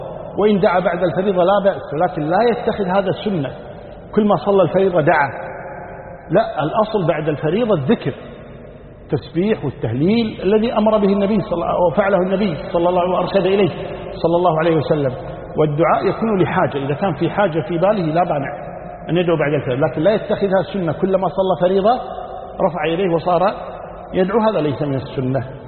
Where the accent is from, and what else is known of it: Kuwait